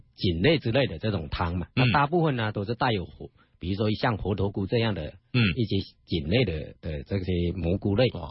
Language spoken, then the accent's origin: Chinese; Fujian, China; 就是我们福建人吃饭呢，往往都要配汤的。